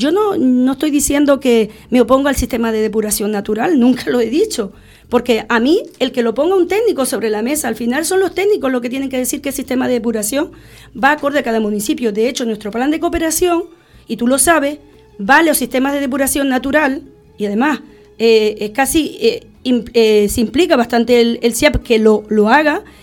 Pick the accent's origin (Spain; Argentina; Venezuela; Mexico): Spain; Los Silos, Canary Islands; Porque yo soy una defensora nata de mi pueblo y siempre voy a buscar lo mejor para el pueblo mío.